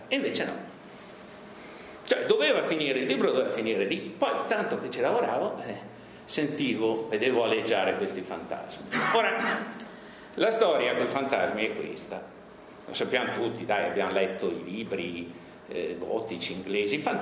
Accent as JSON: {"language": "Italian", "town": "Bolzano", "region": "Trentino-Alto Adige", "country": "Italy", "tie": "born or raised there", "said": "io sono cresciuto, vissuto a Bolzano."}